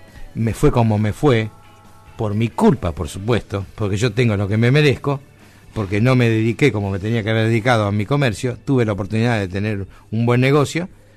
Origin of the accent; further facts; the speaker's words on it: Argentina; somos parias los argentinos